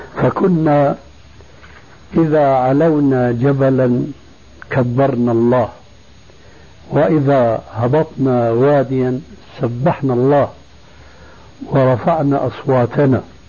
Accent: Damascus, Damascus Governorate, Syria; ما كان يقع عندنا في دمشق

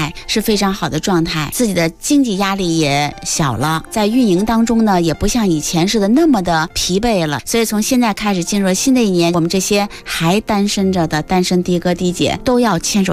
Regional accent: China

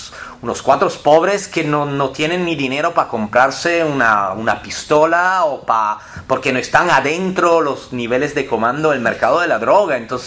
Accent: Sardinia, Italy; Y los folclores de los paisanos de Sardeña, que es la región de donde yo vengo

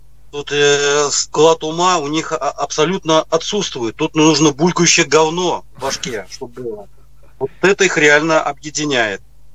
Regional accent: Saint Petersburg, Russia; Питер. Питер.

